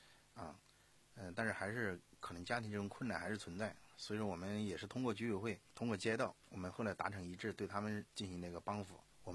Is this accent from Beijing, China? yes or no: no; Sichuan, China; 从一个我四川啊，在大巴山，川东地区属于大巴山，啊，这个走出来的